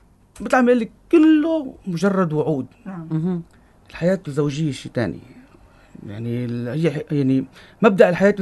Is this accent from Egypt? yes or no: no; Syria; هو راتب حد ادنى للاجور عندنا بسوريا حد 30-40 ألف